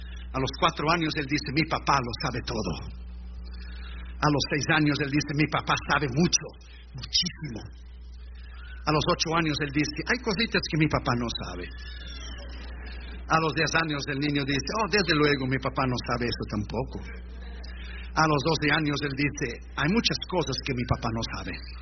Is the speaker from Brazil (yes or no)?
yes; Rio Grande do Sul, Brazil; como yo soy del sur de Brasil, gauchos, es Uruguay, Argentina y nosotros, el Río Grande Sul